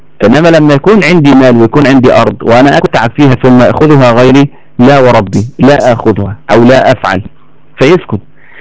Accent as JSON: {"language": "Arabic", "country": "Egypt", "said": "علشان كده لو تفتكروا كويس قوي عندنا في مصر هنا بعد موضوع الثورة حصل الآتي"}